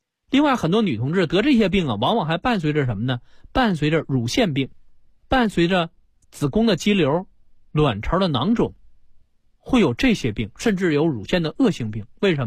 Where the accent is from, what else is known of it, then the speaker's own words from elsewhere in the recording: China; 实际我们中国人呢啊，这叫心身同治，这一点上是领先于西方医学的。